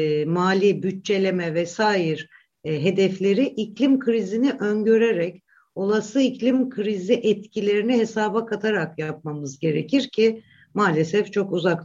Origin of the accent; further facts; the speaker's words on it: Black Sea Region, Turkey; Örneğin ben Karadenizliyim.